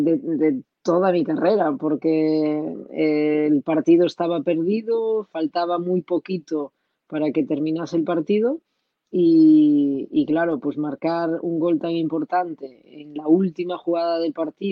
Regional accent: Galicia, Spain; moved away; La primera vez que me fui de mi casa, de Galicia, me fui a jugar a Zaragoza.

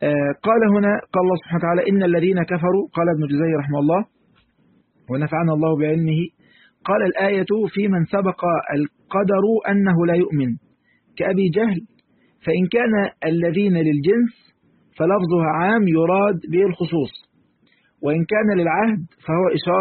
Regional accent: Egypt; عارفين كلمة حلواني عندنا في مصر

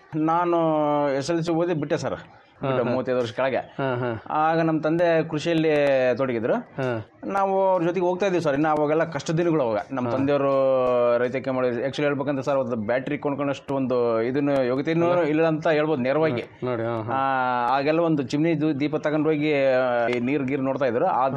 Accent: Kamalapura, Karnataka, India; now in Hosapete, India; ನಾನು ಕಮಲಾಪುರದಲ್ಲೇ ಕಲಿತೆ, ನಮ್ಮೂರಲ್ಲಿ ಒಬ್ಬರು ಇದ್ದರು ಗುರುಗಳು

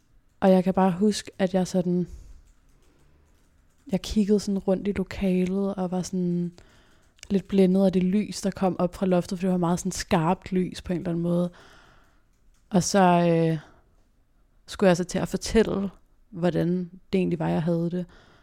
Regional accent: Copenhagen, Capital Region of Denmark, Denmark; jeg har faktisk altid boet på Nørrebro, født og opvokset på Nørrebro.

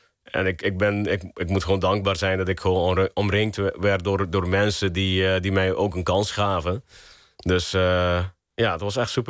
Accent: Aruba; also born or lived in Curaçao; ik ben geboren op Aruba. Ik heb 6 jaar op Curaçao gewoond. En uiteindelijk ben ik... ik denk een stuk of 15 jaar op Aruba.

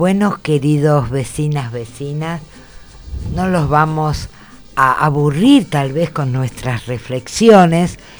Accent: Buenos Aires, Argentina; Yo he nacido acá, soy una mujer de Capital

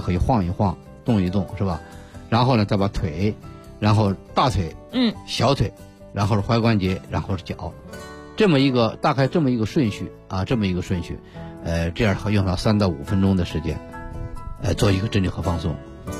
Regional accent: China

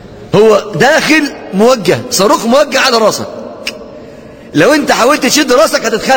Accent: Upper Egypt, Egypt; انا مسلم صعيدي

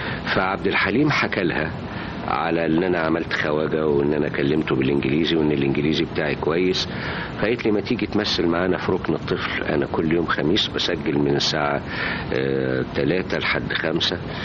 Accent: Alexandria, Alexandria Governorate, Egypt; لكن أنا كان عندنا في اسكندرية سينما تعرض أفلام طلياني

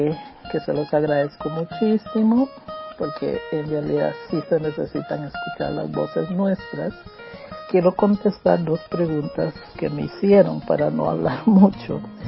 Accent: Costa Rica; soy costarricense

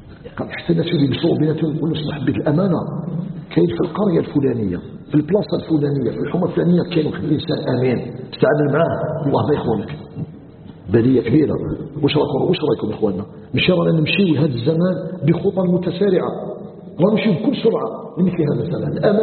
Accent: Algeria; أن يجعل بلدنا الجزائر بلدا آمنا مطمئنا وسائر بلاد المسلمين

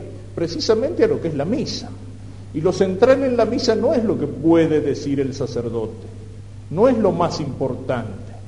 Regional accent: Argentina; el hacernos tomar conciencia de nuestra responsabilidad como argentinos

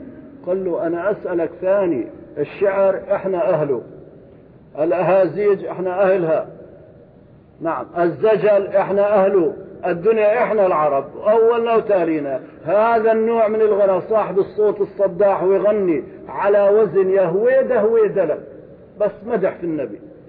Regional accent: Syria; now in Kuwait; كان جاءني في قريتي في سوريا، شيخ كبير يأتي هنا يتردد على الكويت، وزارني في قريتي هناك

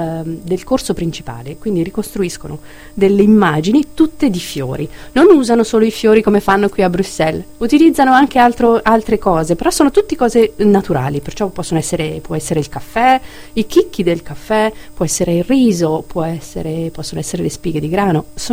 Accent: Castel Raimondo, Marche, Italy; Castel Raimondo è un paesino piccolino, il mio paese d'origine è piccolino, sono più o meno 5.000 abitanti

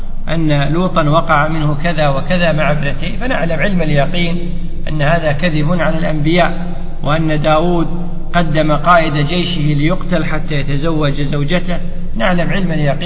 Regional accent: Kuwait; الزاملة هي الزنبيل معروف عندنا في الكويت ولا لا؟

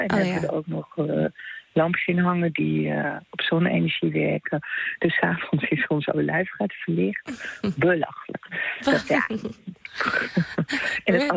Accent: Netherlands; now in Italy; Nou ja, ik ben en blijf de Hollandese. En dat is ook goed, want dat ben ik ook. Ik doe volop mee, maar ben en blijf wel Nederlandse.

